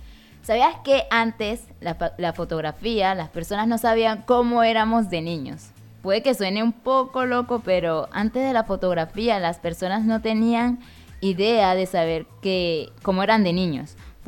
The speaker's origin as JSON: {"language": "Spanish", "country": "Venezuela", "said": "así somos los venezolanos, ¿qué vamos a hacer?"}